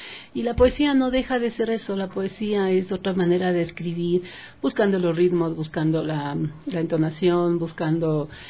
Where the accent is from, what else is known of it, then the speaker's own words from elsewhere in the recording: Quito, Pichincha, Ecuador; also born or lived in Brazil / United States; Sí, soy muy quiteña, nacida en la cepa del centro de Quito.